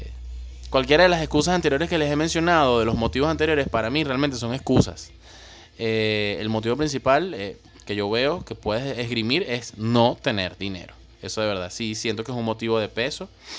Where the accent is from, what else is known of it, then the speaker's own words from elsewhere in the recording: Venezuela; somos los venezolanos súper chéveres, súper echados para adelante y súper habladores, jodedores y que conocemos a todo el mundo